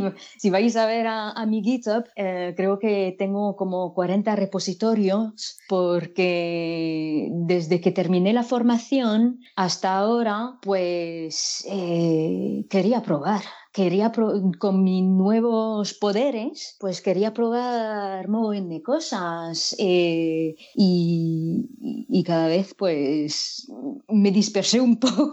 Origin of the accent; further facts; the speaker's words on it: France; Spanish is a second language; Yo soy de Francia y durante estos últimos 20 años pues estuve enseñando francés como lengua extranjera e inglés como lengua extranjera